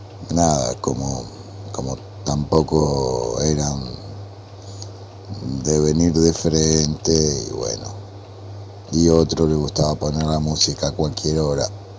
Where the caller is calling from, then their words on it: Lanús, Buenos Aires Province, Argentina; de Lanús y bueno, recuerdo que un tiempo viví en un lugar tipo, podríamos decir, conventillo